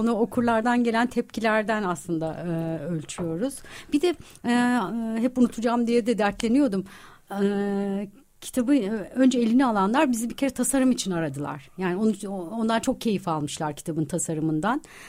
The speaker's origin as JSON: {"language": "Turkish", "region": "İzmir", "country": "Turkey", "tie": "born or raised there", "said": "benim çocukluğum hep kütüphanede geçti. Ben yani ders çalışmak için hep kütüphaneye giden bir çocuktum İzmir'de."}